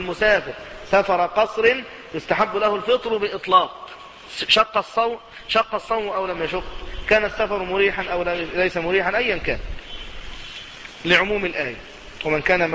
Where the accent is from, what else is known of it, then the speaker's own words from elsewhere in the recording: Egypt; يعني أنا من أهل مصر